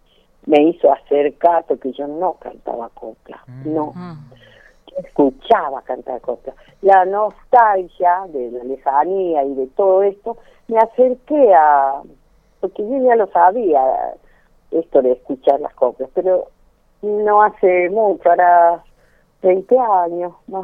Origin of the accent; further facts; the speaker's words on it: La Quiaca, Jujuy, Argentina; now in Córdoba, Argentina; Tenemos influencia boliviana, porque yo soy de la Quiaca